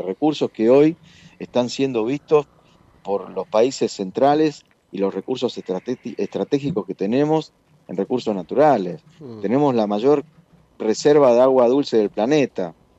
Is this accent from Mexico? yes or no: no; Argentina; Argentina es un país de mierda. No es un país de mierda, es nuestro país, nuestra patria, donde nacimos, donde nacieron nuestros padres, nuestros hijos, nuestros nietos.